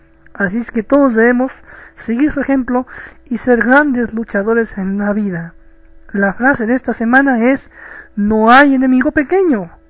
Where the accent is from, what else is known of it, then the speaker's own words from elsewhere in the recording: Mexico; de México, el cóndor de Latinoamérica.